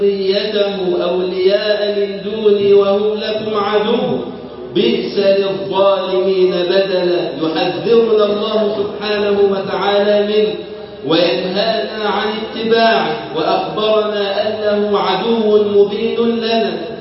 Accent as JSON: {"language": "Arabic", "country": "Egypt", "said": "اللهم اجعل بلدنا مصر أمن الأمان وسائر بلاد"}